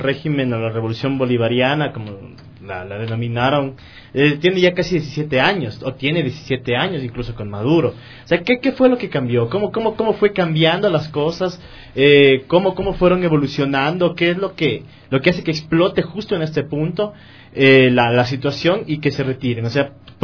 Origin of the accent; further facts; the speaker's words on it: Ecuador; moved away; Nosotros mismos fuimos testigos y nosotros mismos fuimos actores de la migración en el 99, cuando tuvimos que salir del Ecuador. Muchos ecuatorianos, la mayoría de ecuatorianos, somos por lo menos un familiar que ha salido de Ecuador